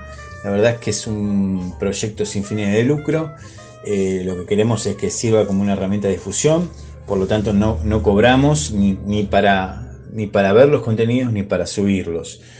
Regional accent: Moreno, Buenos Aires Province, Argentina; como nosotros somos del oeste, de Moreno, de Merlo

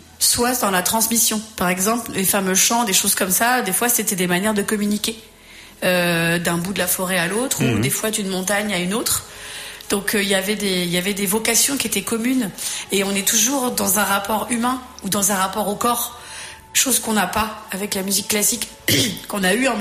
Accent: Ireland; Moi, je viens d'Irlande et je fais comme ça.

